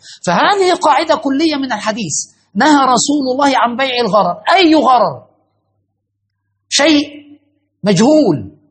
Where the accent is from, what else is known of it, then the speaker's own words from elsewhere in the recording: Cairo, Cairo Governorate, Egypt; على شط النهر عندنا في القاهرة